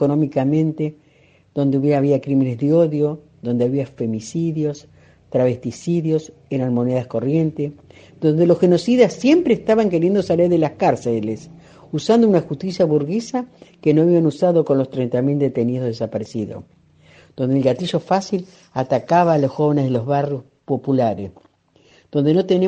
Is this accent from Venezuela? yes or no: no; Buenos Aires, Argentina; soy de la Argentina, soy de la zona de La Plata, Berisso y Ensenada.